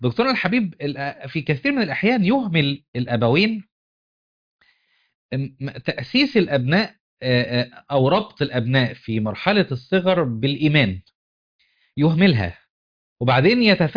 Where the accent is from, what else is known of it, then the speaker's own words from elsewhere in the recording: Qena Governorate, Egypt; وإحنا كنا صغار في قريتنا في الصعيد في حافظة قنا